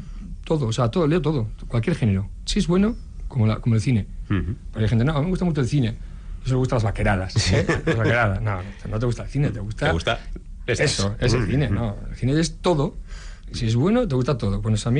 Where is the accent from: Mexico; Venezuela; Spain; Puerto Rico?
Spain; Erandio, Basque Country; Yo soy de Erandio y voy pues igual dos veces